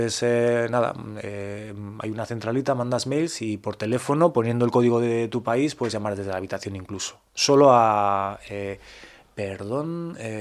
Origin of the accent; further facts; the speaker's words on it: Basque Country, Spain; Pues tengo que decir que no me la sé en castellano, porque yo soy vasco